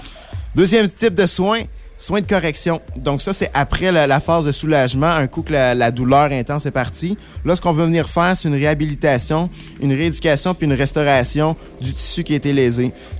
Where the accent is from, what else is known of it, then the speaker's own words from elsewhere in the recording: Quebec, Canada; now in Trois-Rivières, Canada; Je viens de l'Outaouais.